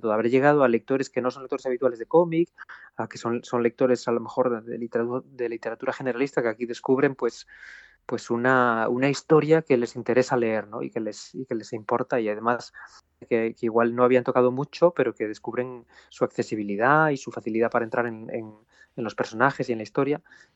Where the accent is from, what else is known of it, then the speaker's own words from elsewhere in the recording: Blimea, Asturias, Spain; born there; esos mineros que hablaban los pueblos como Blimea, que es donde yo nací, o los pueblos de las comarcas del Nalón y del Caudal en Asturias